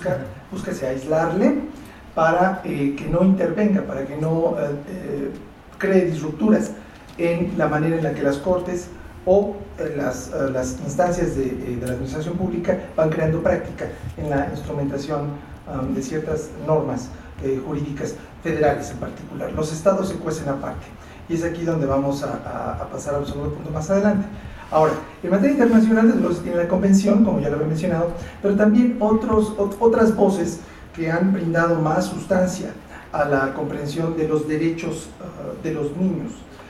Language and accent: Spanish; Mexico; Nosotros como mexicanos